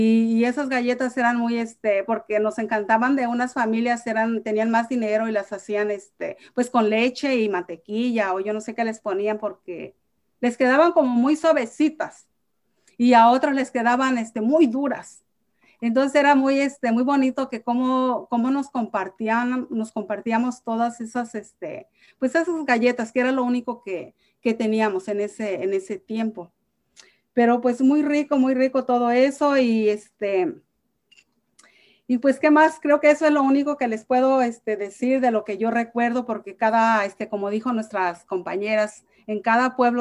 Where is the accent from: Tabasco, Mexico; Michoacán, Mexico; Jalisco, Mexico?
Michoacán, Mexico; Soy de Michoacán y no aprendí, qué pena.